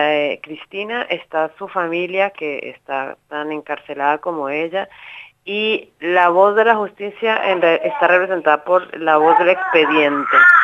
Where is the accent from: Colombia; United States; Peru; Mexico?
Colombia; now in Buenos Aires, Argentina; Yo soy colombiana, yo recién había llegado de Colombia